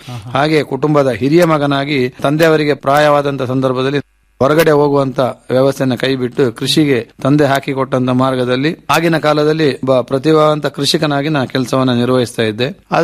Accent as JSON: {"language": "Kannada", "region": "Karnataka", "country": "India", "said": "ನೀವು ಯಾವ ದೇಶದಿಂದ ಬಂದಿದ್ದೀರಾ ಹೇಳಿ. ಭಾರತ ಹೇಳೋದೇ ಸುಲಭದಲ್ಲಿ ಗುರುತು ಮಾಡ್ತಾರೆ, ಆದ್ರೆ ಭಾರತದಲ್ಲಿ ಕರ್ನಾಟಕ, ಕರ್ನಾಟಕದಲ್ಲಿ ಕೊಡಗು ಅಂದ್ರೆ ಅವರಿಗೆ ಗೊತ್ತಾಗೋದಿಲ್ಲ."}